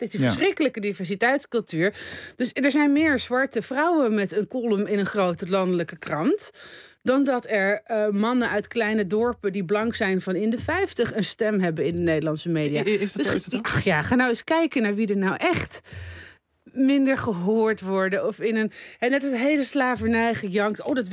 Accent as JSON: {"language": "Dutch", "town": "Amsterdam", "region": "North Holland", "country": "Netherlands", "said": "ik kom uit Amsterdam"}